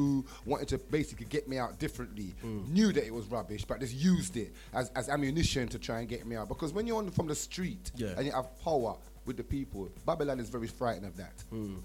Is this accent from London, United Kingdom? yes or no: yes; Harlesden, London, United Kingdom; born there; now in Kilburn, United Kingdom; I was born in Central Middlesex Hospital, Harlesden. I went to Bridge Road School. I went to Neasden High School. I live in Kilburn now, which is northwest London.